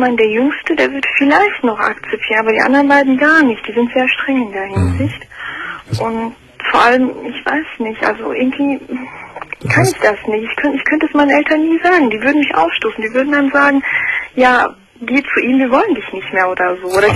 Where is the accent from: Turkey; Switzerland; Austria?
Turkey; also ich bin selber Türkin.